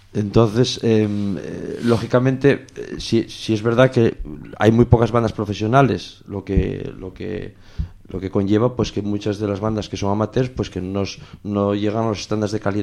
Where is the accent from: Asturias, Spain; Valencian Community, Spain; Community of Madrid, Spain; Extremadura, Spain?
Asturias, Spain; Vimenes; En realidad yo soy de Vimenes.